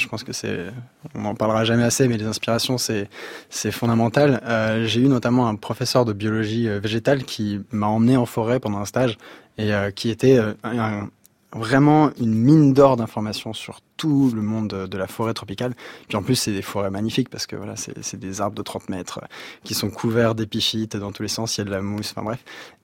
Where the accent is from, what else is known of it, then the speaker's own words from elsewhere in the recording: Sury-le-Comtal, Auvergne-Rhône-Alpes, France; on a grandi à Suril-Comtal dans la Loire et on était déjà un peu une famille particulière parce qu'on avait un bateau dans le jardin. La Loire c'est dans le Massif Central